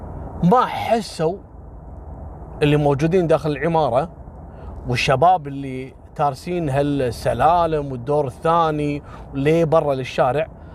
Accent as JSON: {"language": "Arabic", "country": "Kuwait", "said": "هذا ترى مثل ما حصل في قصة اللي حرقت الخيمة عندنا في الكويت قبل كم سنة"}